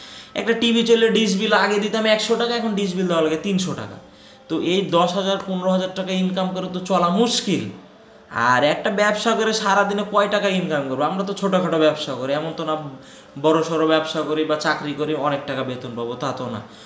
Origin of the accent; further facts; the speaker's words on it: Rajshahi, Rajshahi Division, Bangladesh; আর রাজশাহী তো অনেক শান্তিপ্রিয় নগর, এই দিক দিয়ে আমরা গর্বিত যে আমরা রাজশাহীর ছেলে